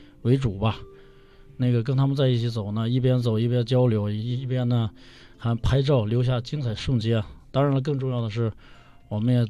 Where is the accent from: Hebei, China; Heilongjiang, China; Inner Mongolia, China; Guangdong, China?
Inner Mongolia, China; moved away as an adult; 我本人呢是，这个我是来自内蒙西部啊，是因为2001年来北京上学，